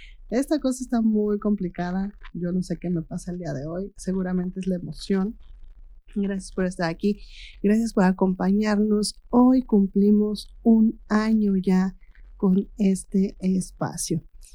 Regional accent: Amecameca, State of Mexico, Mexico; moved away; regresé a Meca, porque yo me fui de aquí de Mecameca por 30 años más o menos.

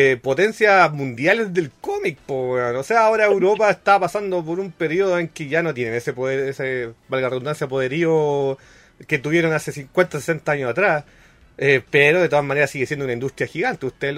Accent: Chile; yo soy el weón más feliz del mundo como chileno que eso sea un producto hecho acá

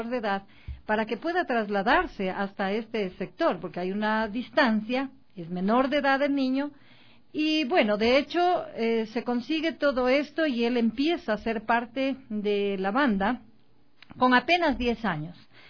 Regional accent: Marcabelí, El Oro, Ecuador; Yo de Marcabelín.

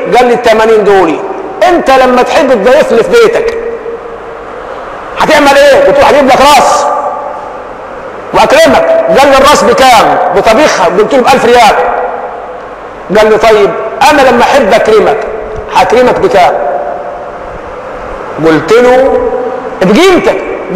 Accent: Egypt; إحنا كمصريين عندنا شيء من الفضول كده

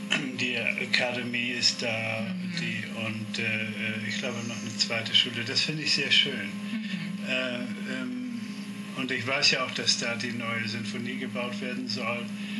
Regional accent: Hamburg, Germany

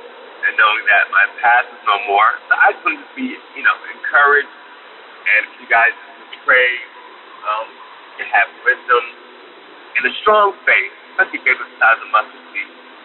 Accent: New Jersey, United States; I'm from New Jersey. I'm a long-time listener.

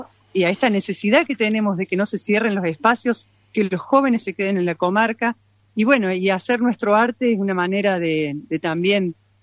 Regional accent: Córdoba, Argentina; moved away; dirigí coros en Córdoba muchos años antes de venir, soy cordobesa, antes de venir para acá.

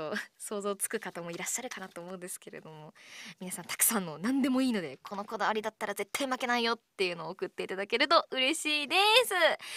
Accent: Miyagi, Japan; 私の地元は宮城県なんですけれども

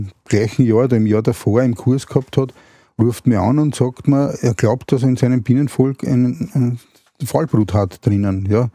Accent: Vienna, Austria; dass wir aufs Land gezogen sind, also ich komme ursprünglich aus Wien, sind dann aufs Land gezogen

